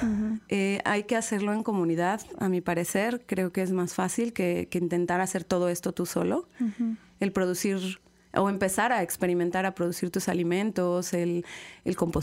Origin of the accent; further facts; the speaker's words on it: Querétaro, Mexico; now in Xalapa, Mexico; yo soy de Querétaro. Ajá. Llevo viviendo aquí en Jalapa 6 años.